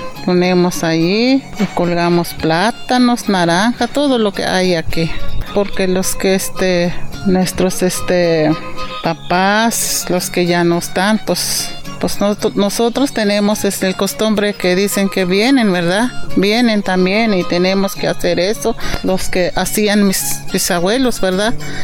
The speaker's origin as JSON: {"language": "Spanish", "town": "Cuatecomaco", "country": "Mexico", "said": "soy de aquí de Cuatecomaco."}